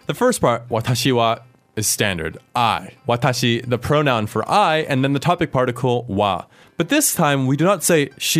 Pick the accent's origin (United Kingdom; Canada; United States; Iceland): United States; One reason for that is, as an American, I love being sarcastic.